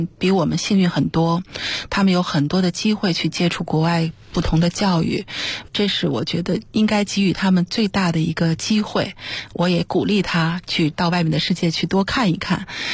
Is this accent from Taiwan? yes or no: no; China